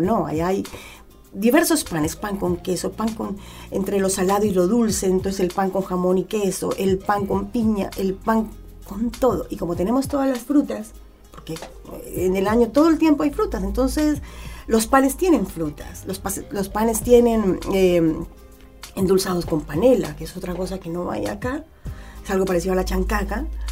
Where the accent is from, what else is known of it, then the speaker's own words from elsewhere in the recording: Colombia; Hay unas cosas tan deliciosas, pero tan deliciosas en mi tierra. Allá en Colombia, por lo general, siempre se divide por sectores